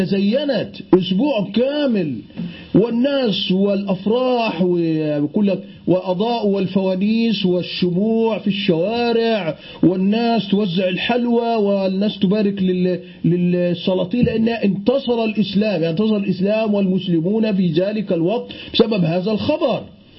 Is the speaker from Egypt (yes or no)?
yes; Egypt; يعني عندنا في مصر يقولون على النيل بحر،